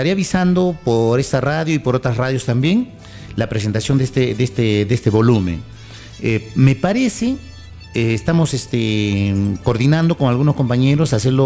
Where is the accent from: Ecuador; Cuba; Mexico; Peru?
Peru; Ica; moved away as an adult; now in Huaraz, Peru; yo cuando recién llegué acá a Huaraz en los años 90, yo soy de natural de Ica.